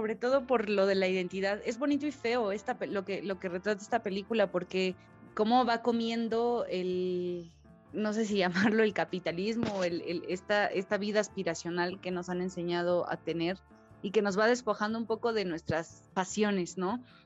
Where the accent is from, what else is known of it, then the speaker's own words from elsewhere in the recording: Mexico; y como mexicano se encuentra reflejado